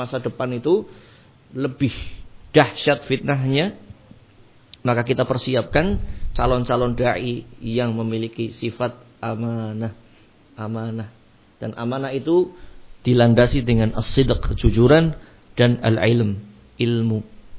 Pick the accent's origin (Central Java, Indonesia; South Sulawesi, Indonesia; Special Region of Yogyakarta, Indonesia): Central Java, Indonesia; Brebes; Akhirnya dia membuka sayapnya di Brebes ketika itu, di kampung saya.